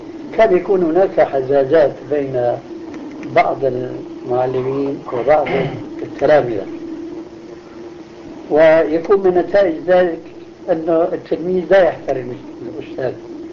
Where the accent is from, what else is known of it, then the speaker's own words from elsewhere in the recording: Damascus, Damascus Governorate, Syria; أنا دراستي النظامية لا تتعدى الدراسة الابتدائية، وكانت الدراسة يومئذ عندنا في دمشق 5 سنوات.